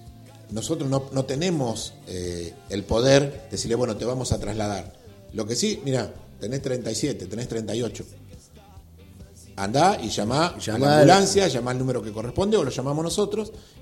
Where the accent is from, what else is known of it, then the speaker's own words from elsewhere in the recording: Argentina; Pero bueno, somos argentinos nosotros, todos somos argentinos